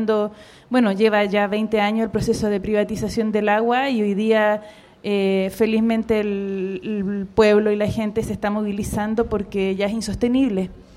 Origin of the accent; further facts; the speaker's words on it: Chile; soy chilena. Y claro, en Chile, como en creo que en todos nuestros países latinoamericanos, el problema del agua está siendo vital